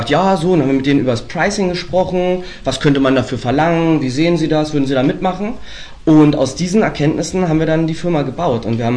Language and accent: German; Strausberg, Brandenburg, Germany; Wir kommen aus Strausberg. Dem einen oder anderen wird es was sagen.